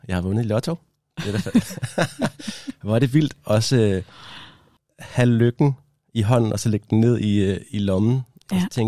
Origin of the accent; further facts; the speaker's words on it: Odense, Region of Southern Denmark, Denmark; now in Copenhagen, Denmark; Den starter i 2011, hvor jeg er taget fra Odense til København. Det var en stor ting for mig at komme fra Odense til København